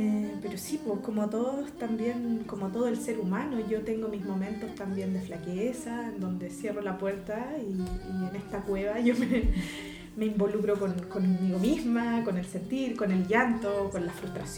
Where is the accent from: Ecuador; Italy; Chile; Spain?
Chile; Nosotros somos una cultura, soy chilena, ¿sí? Soy chilena y nuestra mixtura esencial, más allá de ser mestizo.